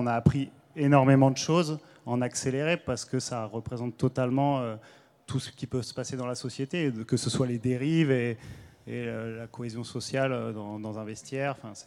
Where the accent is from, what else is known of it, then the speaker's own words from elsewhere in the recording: Hauts-de-France, France; Et je suis du Nord et moi, je voyais bien, quand il y a un match de Lens, c'est toute une région pratiquement qui se déplace pour aller avoir un match.